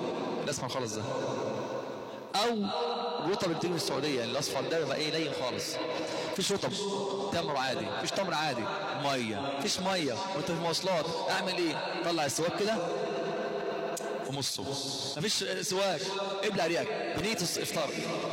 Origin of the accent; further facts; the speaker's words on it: Egypt; عندنا في مصر الفجر في مصر وفي بعض الدول في اشكال شوية انه بأذن بدري 20 دقيقة وربع ساعة او 10 دقائق